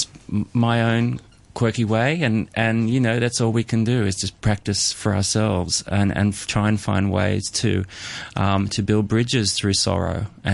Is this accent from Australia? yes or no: yes; Australia; returned to Australia after many years abroad, I just went straight back to the essence of what is my hometown